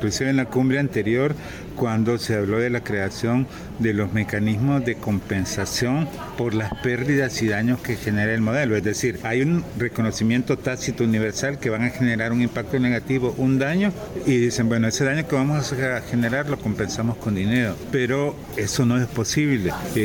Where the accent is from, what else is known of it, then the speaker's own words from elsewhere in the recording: Honduras; yo que soy de Honduras, el gobierno de Honduras hizo acuerdos